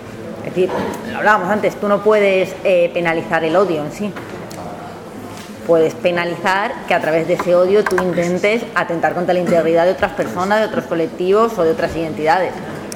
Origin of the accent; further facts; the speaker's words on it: Madrid, Community of Madrid, Spain; Nosotros, bueno, yo soy de Madrid y hemos visto movilizaciones obreras